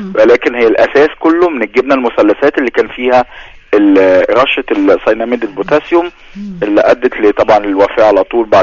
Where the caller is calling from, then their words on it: Alexandria, Alexandria Governorate, Egypt; من اسكندريه